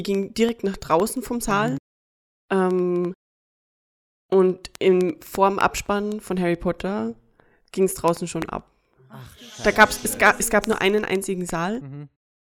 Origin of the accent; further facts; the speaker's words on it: Austria; Auf jeden Fall gibt es bei uns in Österreich, vor allem in Tirol, obere Steiermark, Oberösterreich und Salzburg, den Brauch von Krampussen, also Perchten.